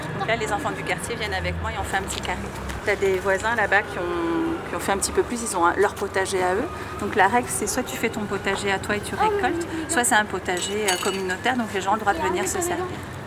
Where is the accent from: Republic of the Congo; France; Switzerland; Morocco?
France; now in Montreal, Canada; On est français, nous aussi.